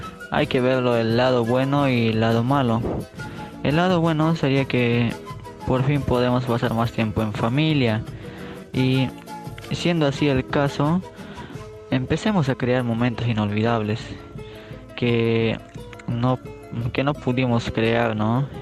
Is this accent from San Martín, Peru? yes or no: no; Madre de Dios, Peru; Soy de Perú, de la región de Madre de Dios, y desde aquí les mando saludos para todos los niños, niñas, jóvenes y adolescentes de Colombia.